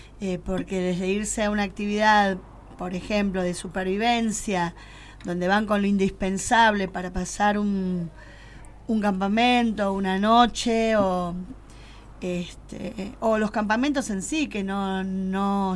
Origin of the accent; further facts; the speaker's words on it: Buenos Aires, Argentina; moved away; Nosotros no comenzamos acá, hace 3 años que nos mudamos, éramos de Buenos Aires, de la zona